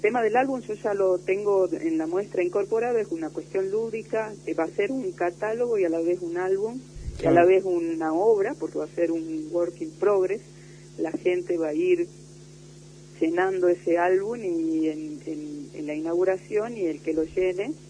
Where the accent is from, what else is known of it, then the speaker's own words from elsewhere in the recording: Salta, Argentina; moved away as an adult; now in Tucumán, Argentina; yo soy salteña, nací en el 71, estudié en una escuela de arte, el Polivalente.